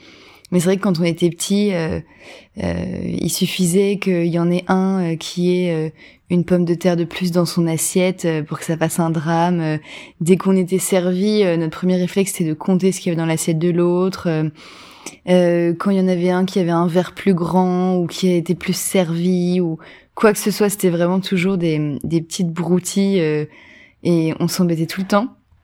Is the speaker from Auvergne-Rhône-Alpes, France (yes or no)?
no; Hauts-de-France, France; now in Paris, France; je viens du Nord-Pas-de-Calais, j'ai grandi dans le Nord à peu près toute ma vie. J'habite à Paris maintenant